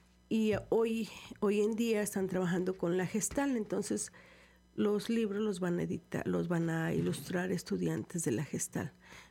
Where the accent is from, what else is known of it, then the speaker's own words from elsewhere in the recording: Orizaba, Veracruz, Mexico; Sí, yo soy de Orizaba, pueblo mágico. Pueblo mágico.